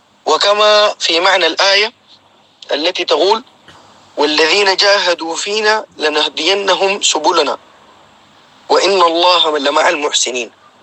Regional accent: Sudan; moved away as an adult; now in United Arab Emirates; طلعت من السودان لغاية سافرت عن طريق الدولة اسمها أريتريا، ومن أريتريا إلى دبي

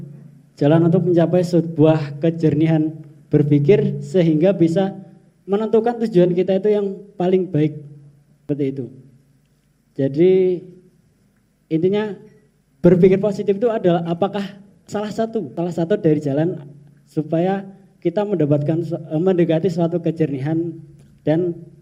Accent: Lampung, Indonesia; saya dari Lampung.

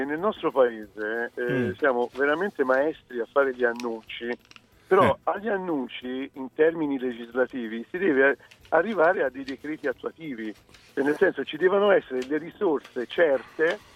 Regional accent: Livorno, Tuscany, Italy; io sono livornese, quindi... in primis, scusate, metto la mia città che è Livorno

